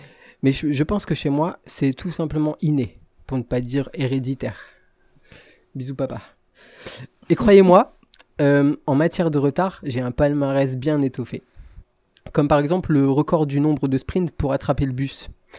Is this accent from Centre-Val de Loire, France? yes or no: no; Lille, Hauts-de-France, France; pas connu meilleur coach que les chauffeurs de Transpol, c'est le nom de la compagnie du côté de chez moi, à Lille.